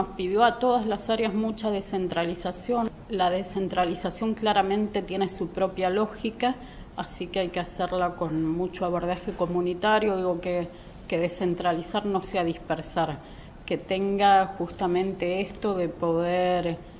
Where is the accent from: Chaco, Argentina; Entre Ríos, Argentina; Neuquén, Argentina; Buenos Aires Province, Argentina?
Buenos Aires Province, Argentina; Moreno; si bien nací en Moreno y sigo viviendo en Moreno.